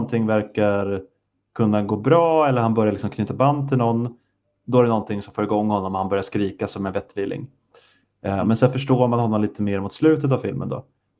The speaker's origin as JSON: {"language": "Swedish", "country": "Sweden", "said": "jag tror inte jag säger det här bara för att jag är svensk"}